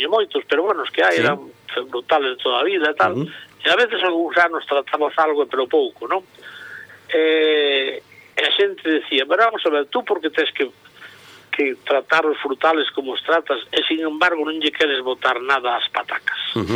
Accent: A Maía, Galicia, Spain; os sabores da miña infancia na Maía, ao lado de Santiago.

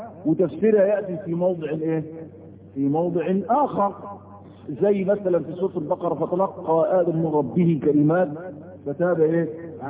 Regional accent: Egypt; وده موجود حتى عندنا في مصر

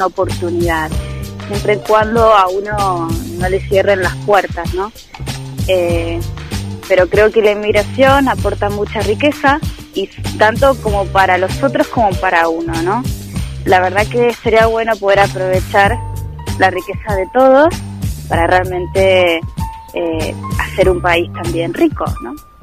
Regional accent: Argentina; now in Spain; soy argentina y vivo en España.

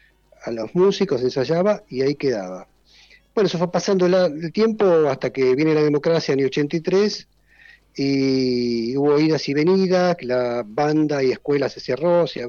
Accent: Buenos Aires, Argentina; now in Salto, Argentina; soy de Buenos Aires, caí acá en Salto

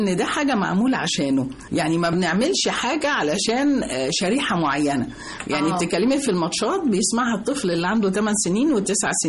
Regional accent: Egypt; فإحنا كمصريين الذاكرة الجماعية بتاعتنا, الدي ان ايه بتاعنا, التسجيل كله اللي جوانا هو مصري. احنا بلد النيل

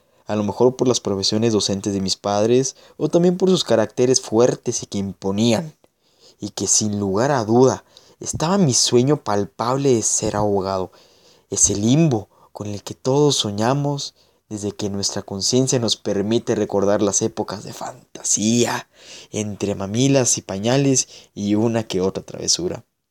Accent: Mexico; si yo paso por su estatua todos los días en aquella glorieta, genéticamente estaba dentro de mí toda la información que como buen mexicano debía conocer al respecto.

